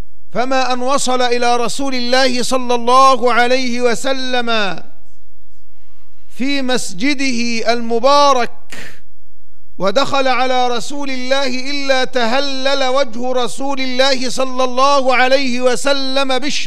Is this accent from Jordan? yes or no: no; Egypt; من تاريخ بلدنا مصر، وهي تمر في هذه الأوقات بمرحلة شديدة الأهمية